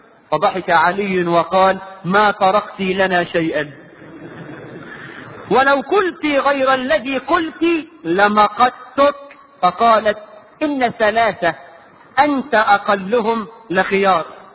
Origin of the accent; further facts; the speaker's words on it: Egypt; وده موجود عندنا الى الان كمصريين